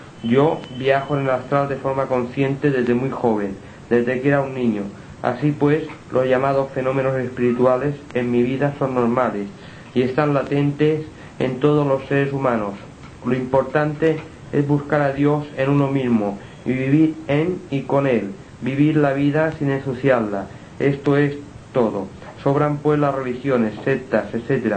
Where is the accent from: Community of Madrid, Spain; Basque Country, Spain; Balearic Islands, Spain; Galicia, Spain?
Balearic Islands, Spain; Inca; now in Palma, Spain; soy mallorquín, natural de Inca, un pueblo en el centro de la isla de Mallorca. Desde muy joven vivo en Palma de Mallorca.